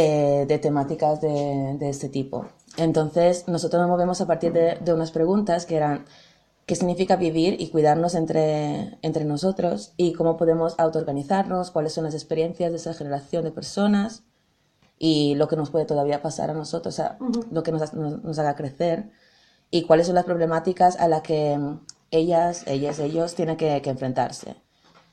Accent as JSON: {"language": "Spanish", "country": "Italy", "second_language": "Spanish", "lives_now": "Berlin, Germany", "said": "de mi raíz, o sea, vengo de Italia y de Sud Europa y es muy diferente"}